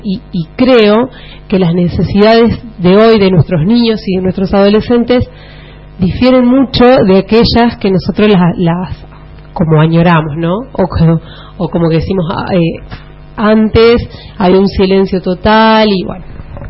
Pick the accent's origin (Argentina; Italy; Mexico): Argentina; Santa Fe; y también porque soy santafesina, trabajé en escuelas de la provincia de Santa Fe.